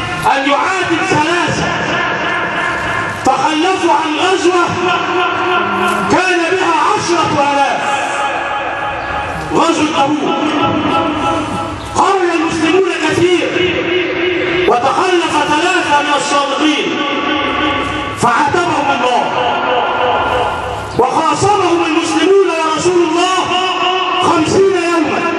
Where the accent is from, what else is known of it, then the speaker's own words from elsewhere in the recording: Egypt; اللهم اجعل بلدنا مصر بلد أمن وأمان